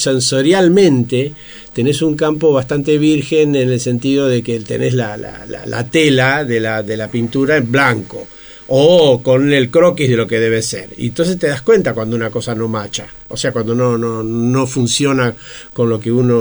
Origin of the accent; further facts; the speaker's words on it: Argentina; Bueno, soy argentino.